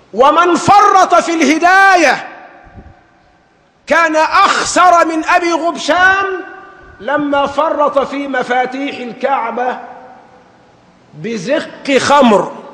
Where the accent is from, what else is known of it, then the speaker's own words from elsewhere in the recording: Sharqia Governorate, Egypt; السمن توضع عندنا نحن أبناء الشرقية في إناء مخخر بنسميه محلبة